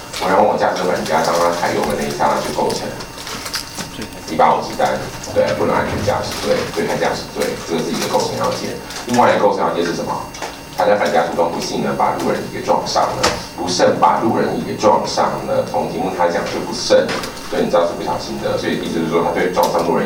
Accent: Taiwan; 不管我们台湾人的协议酒精浓度的承受能力是比德国人高还是低都不管

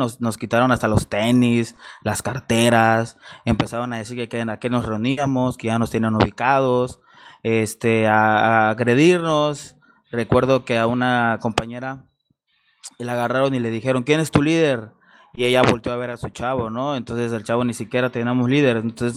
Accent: Acapulco, Guerrero, Mexico; soy del puerto de Acapulco, en el estado de Guerrero

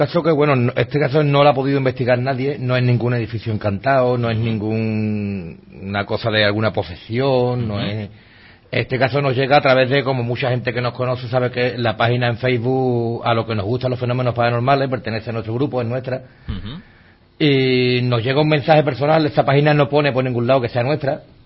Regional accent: Seville, Andalusia, Spain; que nosotros somos un grupo de investigación, pero que somos de Sevilla, que bueno, más o menos lo que es toda Andalucía la tocamos.

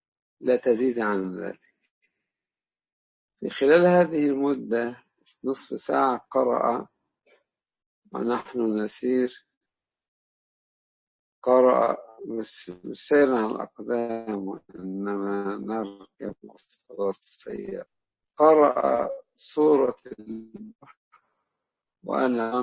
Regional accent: Egypt; أنا أتذكر أيام أن كنا في معهد القراءات عندنا في مصر،

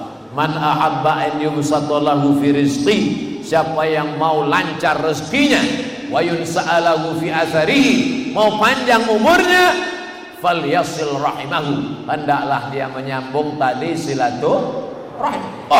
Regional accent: Riau, Indonesia; Saya datang dari Riau, Sumatera.

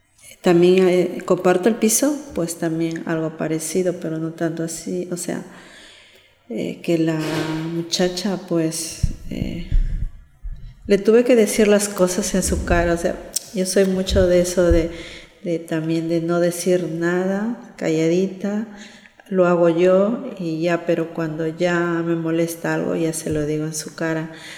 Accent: Peru; Me gustaría así terminar y en mi país, claro, vivir en mi casa, estar en Perú y ahí pasar ahí el resto de mis días allá, ¿sí?

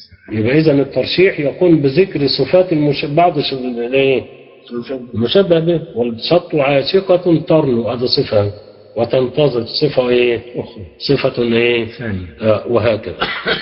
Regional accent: Egypt; زي ما بنقول عندنا في مصر اتغلبت

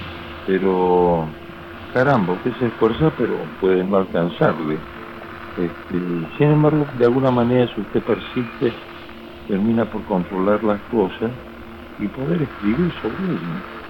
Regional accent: Camilo Aldao, Córdoba, Argentina; ahí en Camilo Aldao, mi pueblo, en la provincia de Córdoba.

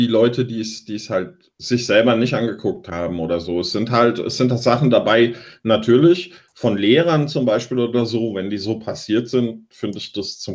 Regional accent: Vietnam; ich komme aus Vietnam und so.

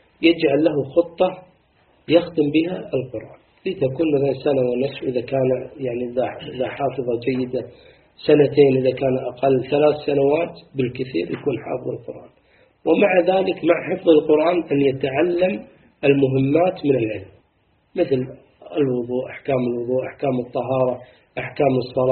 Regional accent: Kuwait; يعني شيء بديع عندنا في الكويت الحمد لله

